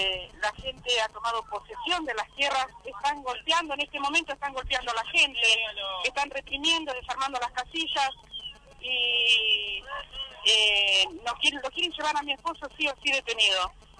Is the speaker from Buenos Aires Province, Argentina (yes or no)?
yes; Tigre, Buenos Aires Province, Argentina; nosotros somos de Tigre